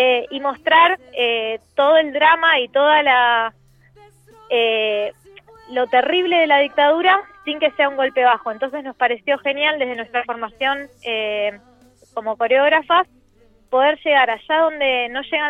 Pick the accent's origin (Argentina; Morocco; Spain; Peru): Argentina; Buenos Aires; Yo soy de Buenos Aires